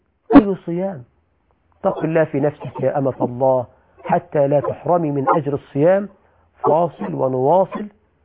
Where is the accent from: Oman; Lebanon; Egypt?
Egypt; عندنا في مصر بقى يقولك الخيمة الرمضانية